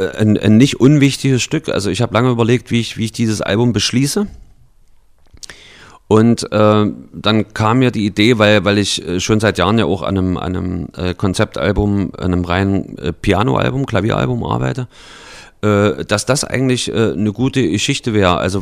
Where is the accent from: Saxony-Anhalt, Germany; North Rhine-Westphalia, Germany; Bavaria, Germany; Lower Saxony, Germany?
Saxony-Anhalt, Germany; Halle; dem Lied über meine Heimatstadt Halle, die Stadt, die keiner kennt